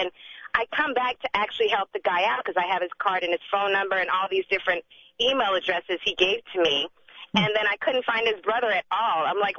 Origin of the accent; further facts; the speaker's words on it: Miami, Florida, United States; And I told him where I worked at, and I told him I was from Miami.